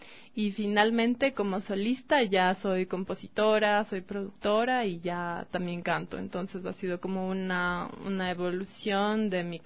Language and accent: Spanish; Quito, Pichincha, Ecuador; Sí, yo soy de aquí, de Quito.